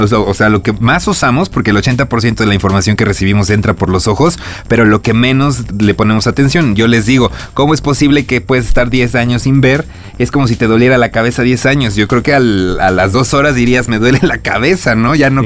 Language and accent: Spanish; Córdoba, Veracruz, Mexico; Soy cordobés